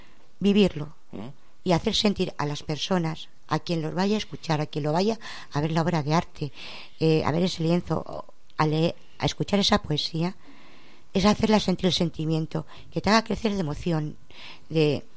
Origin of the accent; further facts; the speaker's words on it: Madrid, Community of Madrid, Spain; now in Valdemoro, Spain; Y bueno, yo soy de Madrid y bueno, pues vivo en Valdemoro.